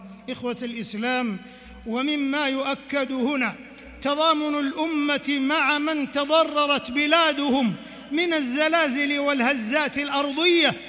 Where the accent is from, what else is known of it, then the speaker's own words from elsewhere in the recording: Saudi Arabia; وإننا لنشكر الله عز وجل على ما حبى به بلادنا المملكة العربية السعودية